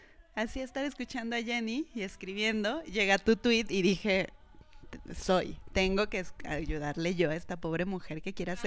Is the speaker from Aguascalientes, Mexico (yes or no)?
yes; Aguascalientes, Mexico; now in Mexico City, Mexico; para mí la banda ha estado desde siempre porque crecí en Aguascalientes.